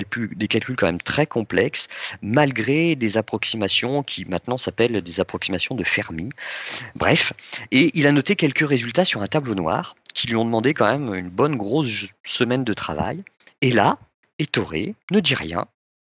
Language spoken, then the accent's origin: French; France; Nous, en France, on ne savait pas qui c'était.